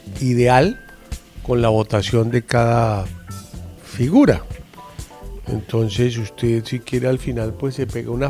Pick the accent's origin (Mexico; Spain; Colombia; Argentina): Colombia; Y como un colombiano más, muchas gracias por cada día crecer en comunicaciones.